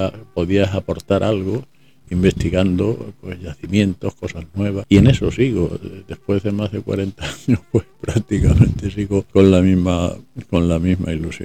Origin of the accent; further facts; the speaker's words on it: Málaga, Andalusia, Spain; Yo no nací en Málaga, nací mi familia de origen extremeño. Ajá. Pero prácticamente se vinieron para acá. Y aquí me he hecho hombre